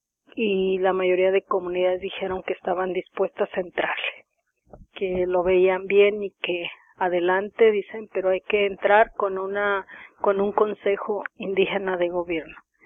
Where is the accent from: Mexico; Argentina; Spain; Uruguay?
Mexico; la bandera como símbolo de que somos mexicanos, queremos seguir siendo mexicanos